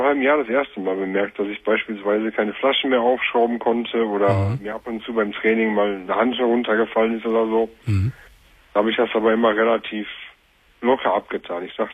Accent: Bochum, North Rhine-Westphalia, Germany; Ich komme aus Bochum.

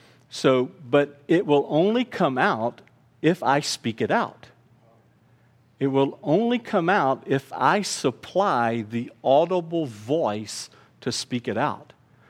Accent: Houston, Texas, United States; born there; in my head, I said I was born in Houston.

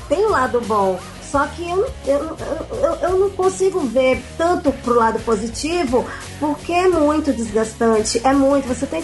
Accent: Recife, Pernambuco, Brazil; E aí a gente participou também em Recife, eu sou de Recife, e por Pernambuco e alguns estados do Nordeste

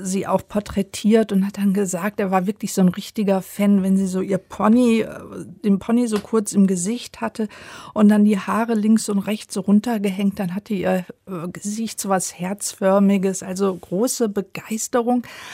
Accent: Rhineland, Germany; Ich komme ja aus dem Rheinland, so sah der aus.

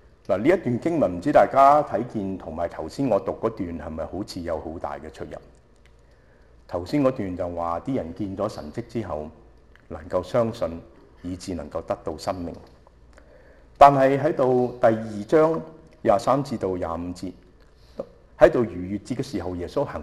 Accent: Shanghai, China; 就好似我哋上海人有一句話，我係上海人嚟

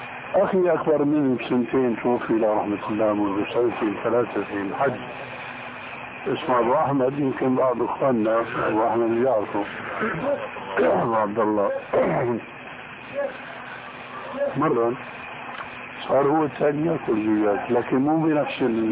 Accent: Damascus, Damascus Governorate, Syria; هذه ناس عندنا في دمشق يعمل حلقة

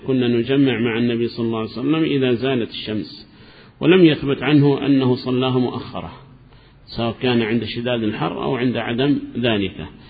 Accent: Hadramaut, Yemen; نحن عندنا في حضرموت نحدد الوقت هنا نصف ساعة مثلا بين الأذان والإقامة

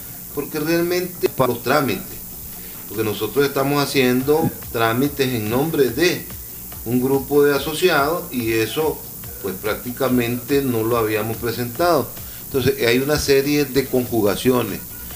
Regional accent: Nicaragua; todos nosotros tenemos que tener como ciudadanos nicaragüenses

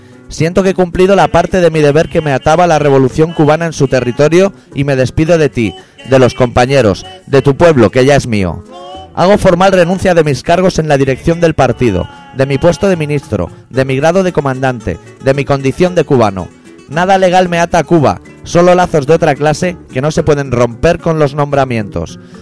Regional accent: Catalonia, Spain; nosotros los catalanes metemos el dinero en un tubo

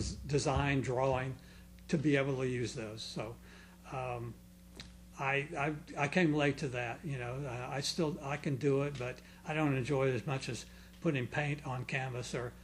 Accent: Clearwater, Florida, United States; I'm from here. I'm

